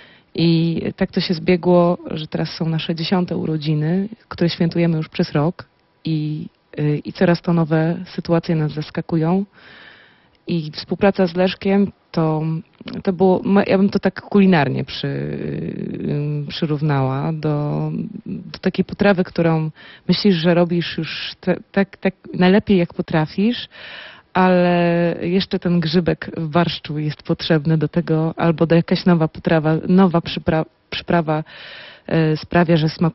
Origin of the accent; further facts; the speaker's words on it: Poznań, Greater Poland Voivodeship, Poland; Ja jestem poznanianką